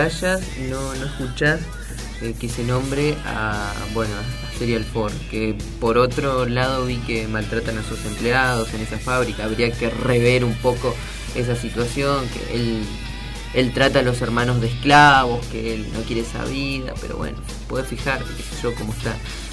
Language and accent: Spanish; Reconquista, Santa Fe, Argentina; yo soy de Reconquista, Santa Fe, tierras de Batistuta, Comiso, el ex marido de Alfano.